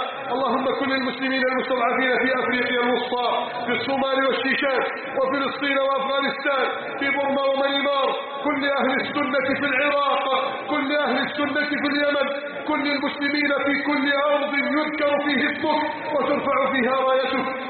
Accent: Egypt; واجعل بلدنا مصر آمنة مطمئنة

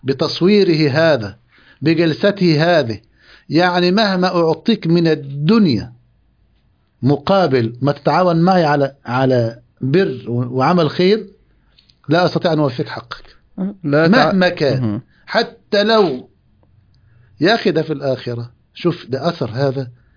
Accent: Egypt; هذه عندنا في مصر هنا كانت كحفص في هذه الأيام

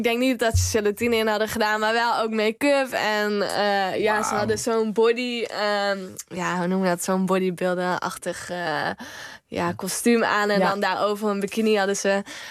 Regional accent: North Brabant, Netherlands; Nee, als Brabanders zit dat erin.

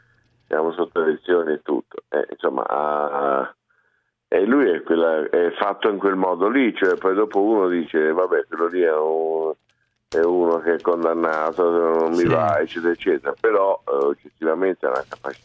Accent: Salerno, Campania, Italy; io sono di Salerno.

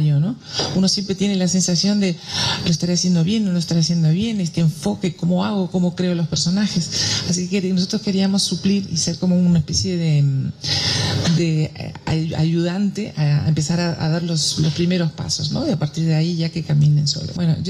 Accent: Uruguay; moved away; cuando me preguntan siempre digo que soy uruguaya, porque a mí me parece feo esa gente que renuncia a sus raíces, ¿no? Y yo me siento muy orgullosa de ser uruguaya

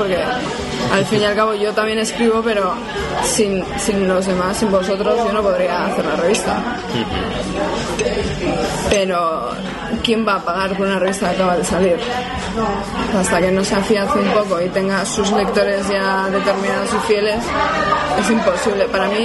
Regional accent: Bilbao, Basque Country, Spain; como soy de Bilbao, pues voy a hacer una revista de literatura

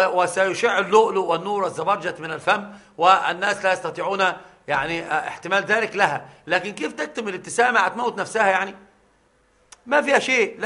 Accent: Upper Egypt, Egypt; يحلفون عندنا في الصعيد بالبخاري، يحسبونه قرآنا.

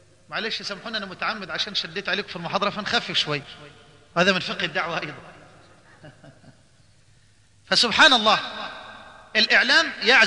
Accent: Egypt; عندنا في مصر الأسبوع اللي فات

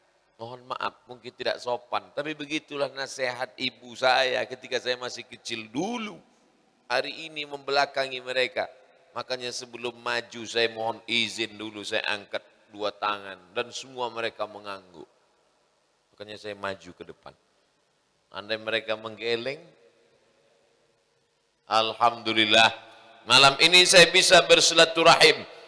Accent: Tembilahan, Riau, Indonesia; Rupanya Guru Mu'az satu kampung halaman dengan saya dari Riau. Indragiri, Hilir, Tembilahan.

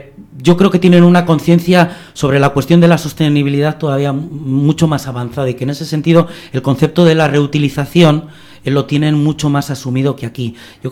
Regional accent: Bilbao, Basque Country, Spain; en nuestro hecho como bilbaínos, vizcaínos, vascos, ¿no?

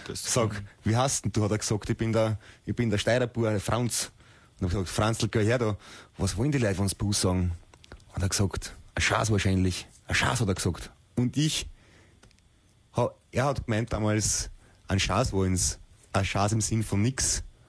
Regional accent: Austria; wir sind aus Österreich

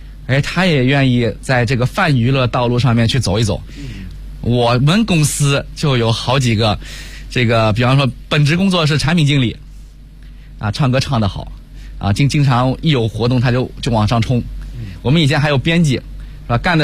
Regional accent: Yuyao, Zhejiang, China; 我老家是这个浙江宁波，余姚下面一个县级市叫余姚，我们那儿呢确实经商的这个环境比较浓烈

